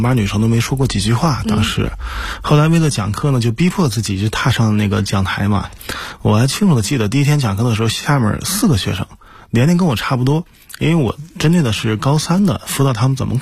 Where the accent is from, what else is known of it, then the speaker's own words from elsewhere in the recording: Dalian, Liaoning, China; 因为我老家呢是在大连的一个小岛上